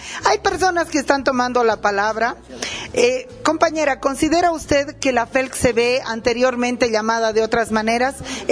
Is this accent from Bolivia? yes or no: yes; Bolivia; Yo, como boliviana, considero